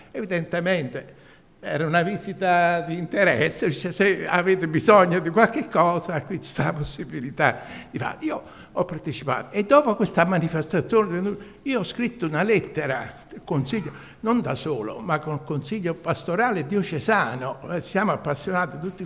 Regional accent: Cimitile, Campania, Italy; Anche io sono originario di Cimitirio, vivo a Cimitirio, che sono da 11 anni che sono in pensione, e sto a Cimitirio, anche mio padre era contadino.

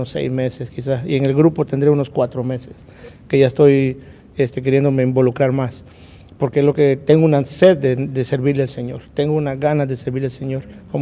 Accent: El Salvador; moved away; Yo cuando me vine de El Salvador para acá, emigré casi que solo.

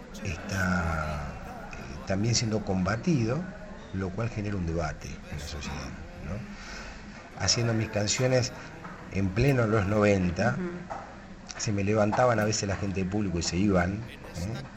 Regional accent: La Plata, Buenos Aires Province, Argentina; born there; Sí, todo en la ciudad de La Plata. Nací en Tolosa, en un barrio de La Plata.

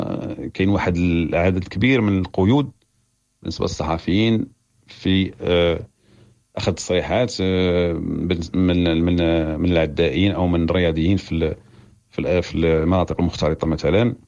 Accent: Morocco; وبالنسبه لينا حنا كوفد مغربي يعني موفد صحفي مغربي

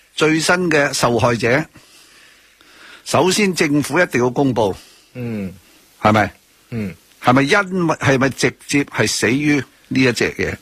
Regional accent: Hong Kong; 一定有一个说法俾我哋香港人得以警戒

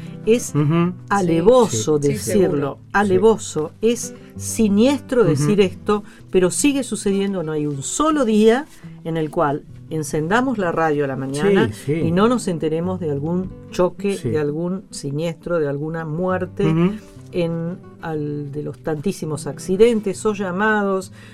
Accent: Buenos Aires, Argentina; los argentinos, o al menos los porteños, somos muchísimo más italianos que españoles.

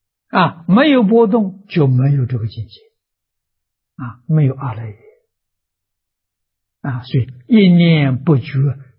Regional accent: China; 我们中国人有所谓牵一发而动全身

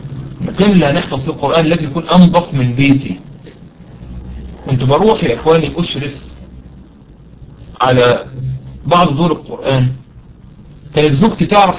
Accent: Egypt; عارفين المحشي عندنا في مصر يعني من أمهات الأكل عندنا في مصر

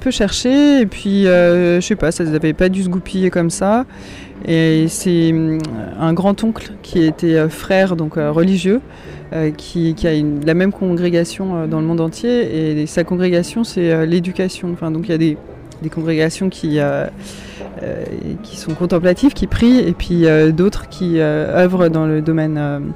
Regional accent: Auvergne-Rhône-Alpes, France; Moi je suis pas très loin du Grand Bivouac en fait, puisque j'habite à Annecy. Donc je suis originaire de Haute-Savoie. Et qui je suis ? Je suis une femme de 31 ans, bientôt. Et voilà, originaire de Haute-Savoie

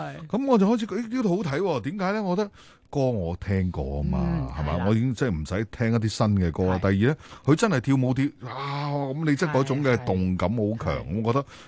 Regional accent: Guangdong, China; 我哋廣東人就唔好識欣賞，但係北方人會去識欣賞呢啲嘢

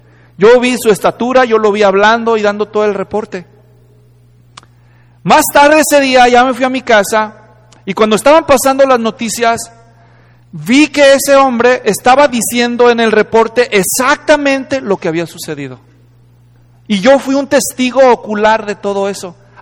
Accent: Guadalajara, Jalisco, Mexico; born there; este lugar culturalmente importante en la ciudad de Guadalajara, donde yo nací

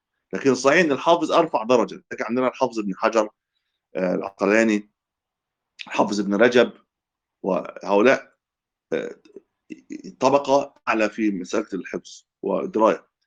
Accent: Egypt; كان عندنا في مصر

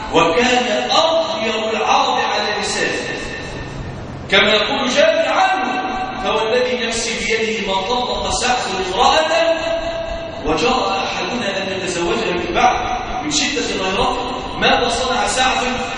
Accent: Egypt; اللهم اجعل بلادنا مصر راحة للهم والأمان

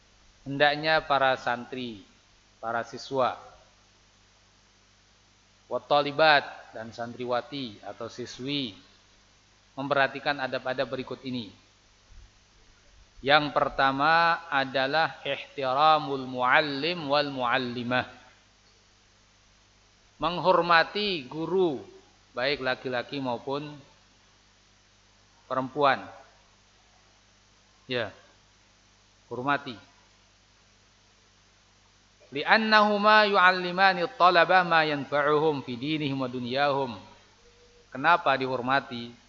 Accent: Temanggung, Central Java, Indonesia; saya dari Temanggung enggak tahu kondisi sini. Tapi sama, di Temanggung juga begitu.

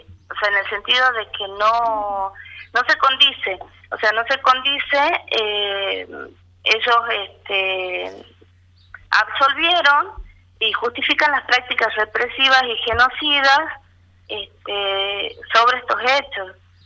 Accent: Tucumán, Argentina; soy de Tucumán.

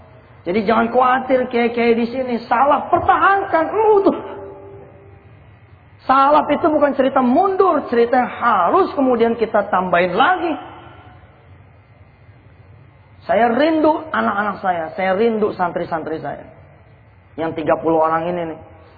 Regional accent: Ketapa, Indonesia; orang-orang tua kampung saya di kampung Ketapa.

